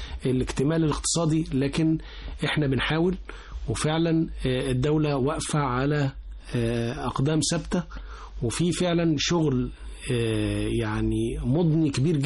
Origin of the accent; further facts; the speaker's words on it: Egypt; احنا فينا كمصريين في غريزة فطرية هي حب بلدنا